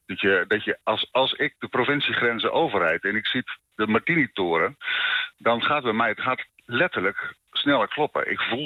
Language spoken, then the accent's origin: Dutch; Groningen, Netherlands; first language Gronings; now in Friesland, Netherlands; Nou, ik ben er geboren. Ik ben een geboren Groninger. In 2000 geëmigreerd naar Friesland.